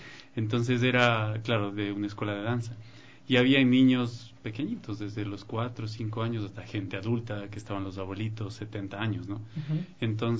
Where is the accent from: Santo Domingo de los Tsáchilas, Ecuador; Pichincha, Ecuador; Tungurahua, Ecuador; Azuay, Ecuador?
Azuay, Ecuador; Cuenca; Mis papás tienen en Cuenca, yo soy de Cuenca, y mando un saludo a toda la gente de Cuenca.